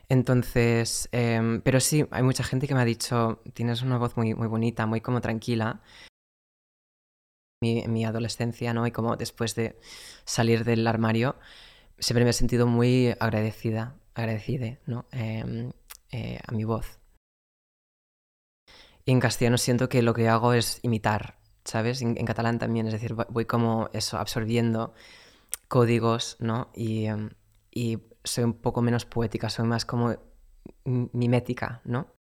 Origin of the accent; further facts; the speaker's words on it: North Carolina, United States; Spanish is a second language; Soy de Carolina del Norte, que es una zona bastante conservadora y bastante religiosa también